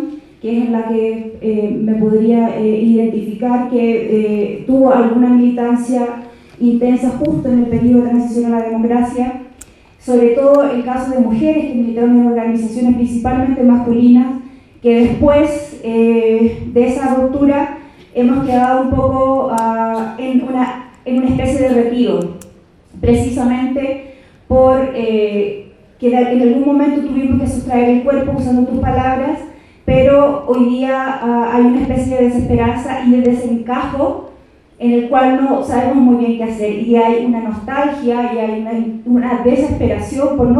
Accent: Chile; en mi país, Chile

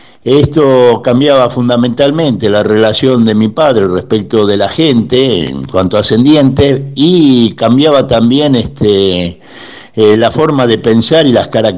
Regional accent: Buenos Aires, Argentina; soy de Caballito.

